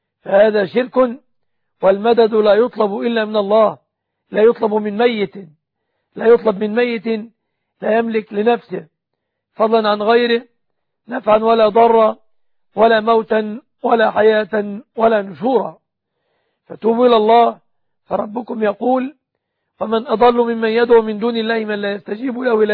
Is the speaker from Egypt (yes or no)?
yes; Egypt; وأسأل الله سبحانه أن يحفظ بلادنا مصر آمنة مطمئنة